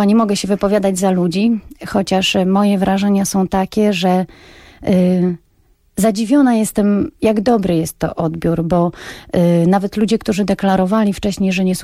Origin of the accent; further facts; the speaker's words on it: Reszel, Warmian-Masurian Voivodeship, Poland; now in Gdynia, Poland; z Warmii i Mazur, z miasta Reszel. Urokliwe, piękne warmińskie miasteczko.